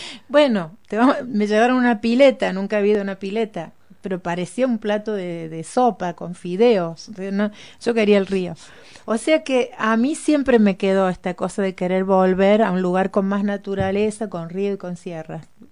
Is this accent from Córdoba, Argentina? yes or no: yes; Córdoba, Argentina; Claro, soy de Córdoba, sí.